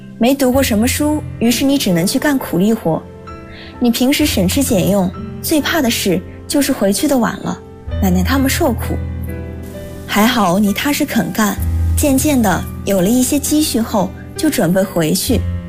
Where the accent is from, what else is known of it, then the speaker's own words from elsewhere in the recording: Hohhot, Inner Mongolia, China; now in Nanjing, China; 来自呼和浩特，我在南京大学，距离我的家乡1500公里。